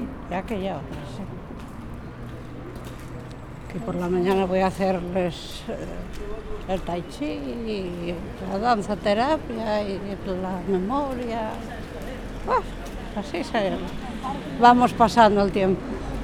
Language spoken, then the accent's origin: Spanish; Moreda de Aller, Asturias, Spain; also born or lived in Germany; now in Gijón, Spain; Yo soy de Moreda de Aller. Y luego tuve en Alemania unos cuantos años. Y luego vine para aquí.